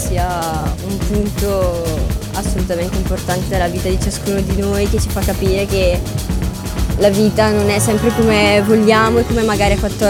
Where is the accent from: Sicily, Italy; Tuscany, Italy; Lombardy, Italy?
Lombardy, Italy; Nuvolento; Da Nuvolento.